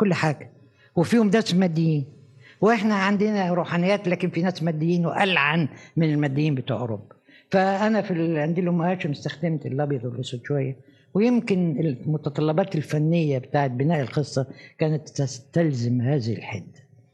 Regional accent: Egypt; لكن أنا لما جيت من مصر لروما

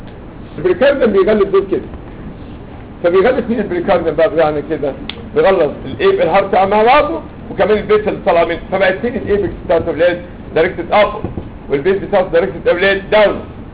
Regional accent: Egypt; كلنا كده يعني انا منكم احنا مصريين ما اعرفش في الدول العربيه بيعملوا ايه

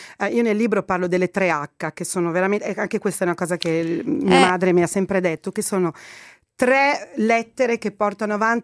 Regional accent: Egypt; now in Italy; Io posso parlare molto bene del mio paese perché lo conosco bene, e anche i dati, insomma, degli egiziani in Italia

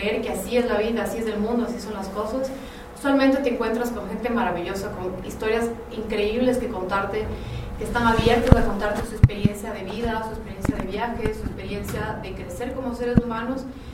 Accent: Ecuador; o así somos los ecuatorianos

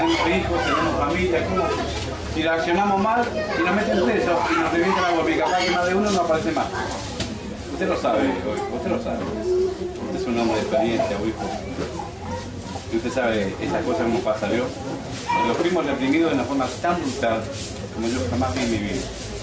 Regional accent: Corrientes, Argentina; yo soy correntino

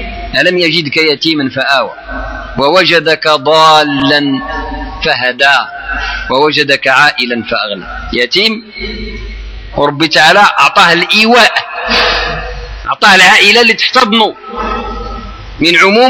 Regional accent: Morocco; ما عندك والو على الدص كما نعبروا احنا مغاربه

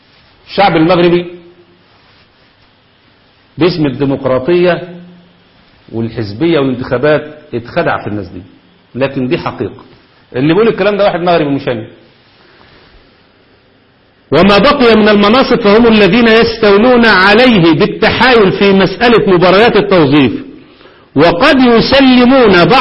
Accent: Egypt; وده اللي عملوه عندنا في مصر بالتمام والكمال

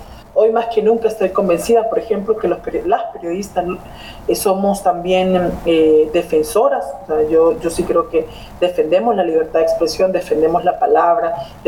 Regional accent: Honduras; Soy periodista hondureña que intenta contar historias que dignifiquen la vida de la gente.

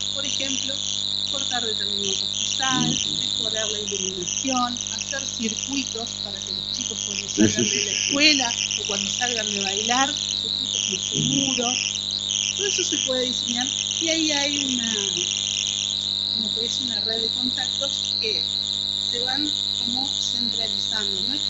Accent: Argentina; Pues yo soy de la idea de estas leyes, de que todos somos argentinos.

